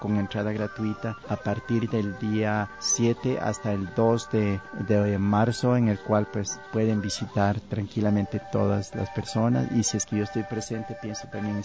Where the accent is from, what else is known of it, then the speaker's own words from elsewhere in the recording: Guamote, Chimborazo, Ecuador; now in Riobamba, Ecuador; como son los carnavales de mi tierra, de Huamote. Pero también yo ahora estoy radicado en la ciudad de Riobamba